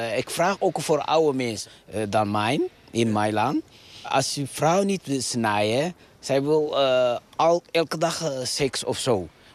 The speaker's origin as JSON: {"language": "Dutch", "country": "Eritrea", "second_language": "Dutch", "said": "Uit Eritrea."}